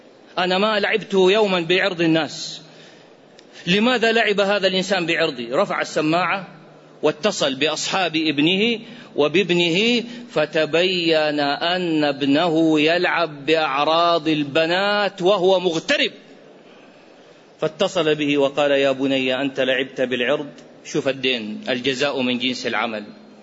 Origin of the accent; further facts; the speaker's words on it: Iraq; قصة وقعت عندنا في العراق